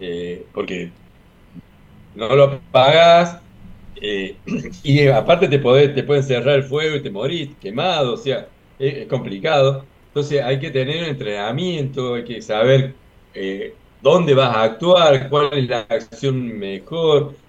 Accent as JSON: {"language": "Spanish", "town": "Unquillo", "region": "Córdoba", "country": "Argentina", "said": "Y cada uno en su pueblo, yo soy de Unquillo"}